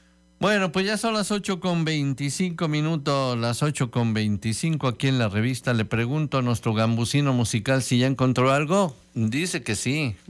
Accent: Spain; Yo soy español y viajo a Estados Unidos, Japón, Latinoamérica

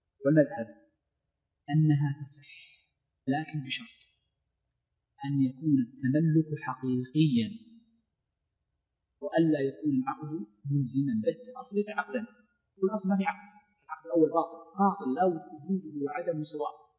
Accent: Saudi Arabia; المملكة عندنا في السعودية

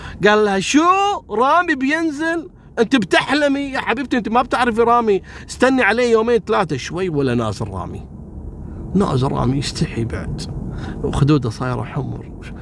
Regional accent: Kuwait; والله ذكرتني بوحدة قصة صارت عندنا في الكويت

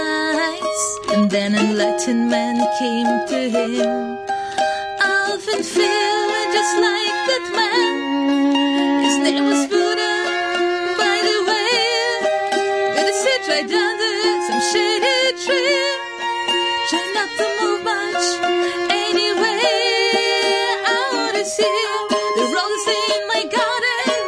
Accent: Russia; well, yeah, we're still from Russia, right? Like, so we just travel around, really, and, like, came here.

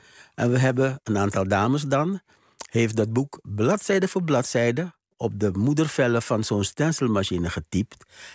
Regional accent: Suriname; En wij als Surinamers, Surinaamse studenten...

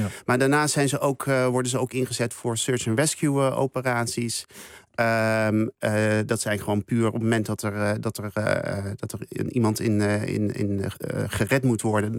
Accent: Curaçao; Ik kom zelf uit Curaçao. En ik ga er regelmatig naartoe op vakantie.

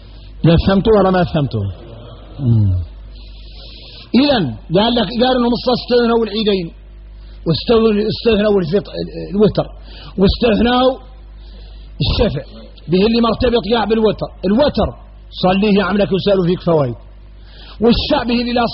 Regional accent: Mauritania; احنا موريتاني

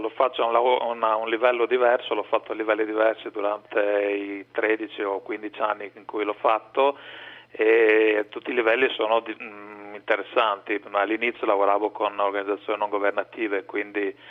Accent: Veneto, Italy; perché io sono veneto d'origine

